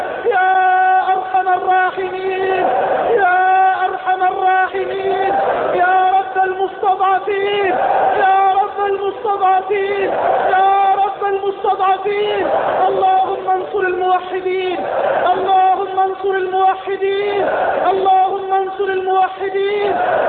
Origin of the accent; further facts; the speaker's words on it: Egypt; اللهم اجعل بلدنا مصر واحة للأمن والأمان،